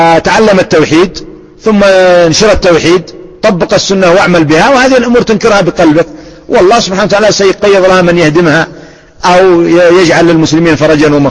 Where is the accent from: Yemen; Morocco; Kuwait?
Yemen; Sanaa; عندنا في صنعاء